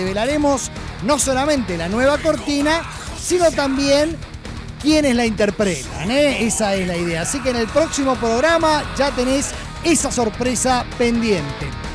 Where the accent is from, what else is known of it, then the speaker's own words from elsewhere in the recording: Argentina; Es que yo soy de Argentina, bueno, trabajo para una revista, esto, lo otro.